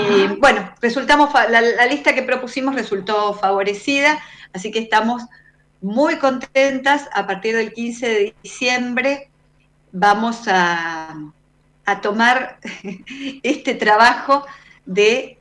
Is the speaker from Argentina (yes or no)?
yes; La Plata, Buenos Aires Province, Argentina; Yo soy de La Plata